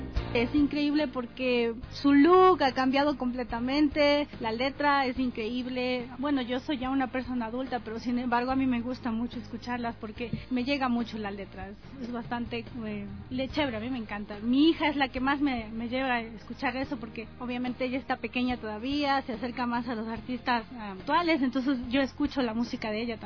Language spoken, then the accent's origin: Spanish; Baños, Tungurahua, Ecuador; Somos de Baños, llevamos varios años ya escuchándolas.